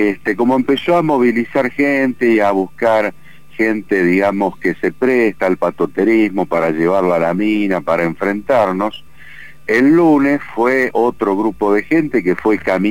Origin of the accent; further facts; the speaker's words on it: Buenos Aires, Argentina; born there; now in Pituil, Argentina; Yo soy nacido en Buenos Aires, pero hace 16 años aproximadamente que vivo en Pituil, que es un pueblito que está dentro del departamento Famatina, a 60 kilómetros de la cabecera